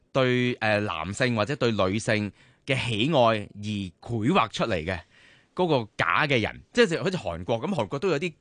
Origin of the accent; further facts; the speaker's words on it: Hong Kong; accent: Hong Kong English; 我这些港式的英文